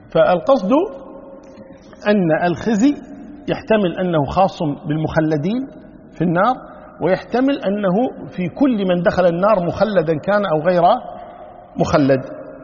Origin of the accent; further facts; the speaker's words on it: Kuwait; ونحن عندنا في الكويت هنا النساء شو يقولون؟